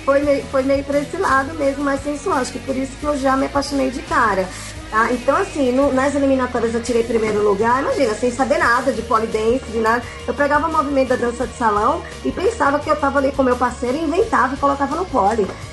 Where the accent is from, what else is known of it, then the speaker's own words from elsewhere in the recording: Recife, Pernambuco, Brazil; E aí a gente participou também em Recife, eu sou de Recife, e por Pernambuco e alguns estados do Nordeste